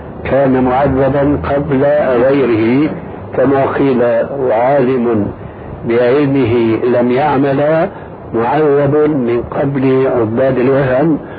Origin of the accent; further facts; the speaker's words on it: Syria; كما قال بعض الظرفاء عندنا في سوريا